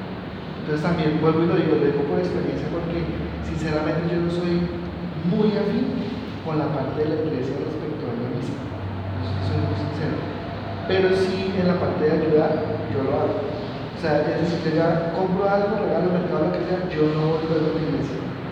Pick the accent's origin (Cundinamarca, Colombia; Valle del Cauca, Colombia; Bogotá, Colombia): Cundinamarca, Colombia; Girardot; los que somos de Girardot, asociamos